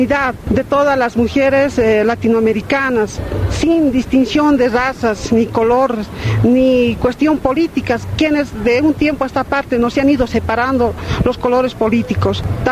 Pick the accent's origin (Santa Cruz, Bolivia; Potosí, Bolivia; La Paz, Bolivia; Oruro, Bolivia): Oruro, Bolivia; soy del país de Bolivia, del departamento de Oruro.